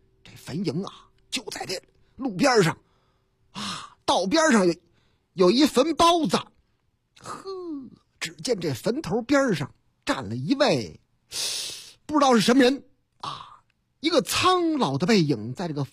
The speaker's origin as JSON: {"language": "Chinese", "region": "Northeast China", "country": "China", "tie": "born or raised there", "said": "我老家那个极个别的，那太能战斗了。老家，你看。东北的事儿吗？"}